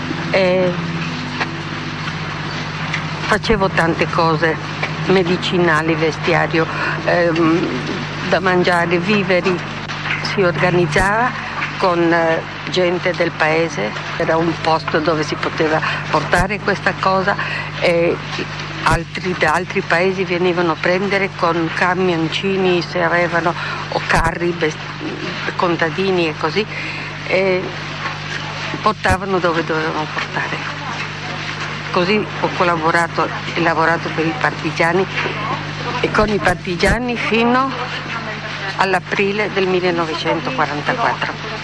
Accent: Gorizia, Friuli-Venezia Giulia, Italy; di Sant'Andrea, Gorizia, Friuli Venezia Giulia. Sono slovena, di origine slovena.

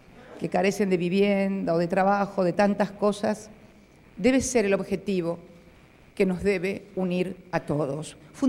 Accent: Argentina; con ese reconocimiento que le doy como argentina y como militante política

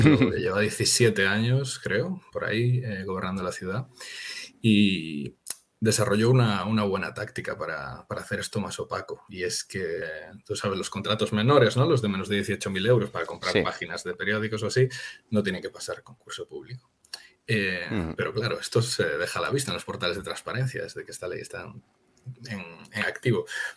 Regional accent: Galicia, Spain; Sí, además aquí me toca como gallego

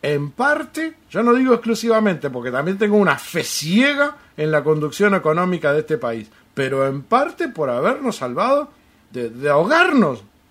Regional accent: Uruguay; Para mí, como uruguayo, eso me generó una deuda eterna con Estados Unidos.

